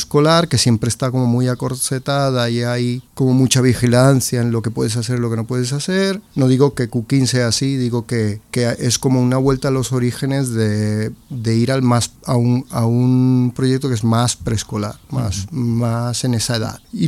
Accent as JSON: {"language": "Spanish", "town": "Maracay", "region": "Aragua", "country": "Venezuela", "tie": "born there", "also_born_or_lived": "Caracas", "said": "Claro, yo nací en Venezuela, en Maracay, estado de Aragua. Luego mi familia estuvimos dando varios tumbos por todo el país, acabamos en Caracas."}